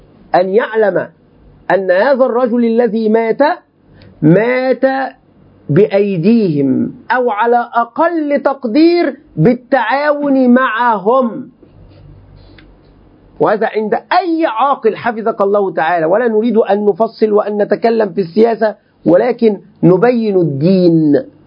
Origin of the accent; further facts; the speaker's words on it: Egypt; كلمة بقى دي يعني أنا كعمي مصري يعني دايما نقول هذه الكلمة